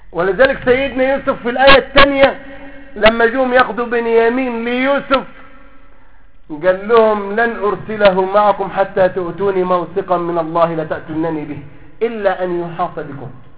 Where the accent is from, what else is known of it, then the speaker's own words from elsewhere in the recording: Egypt; زي ما بقول عندنا في مصر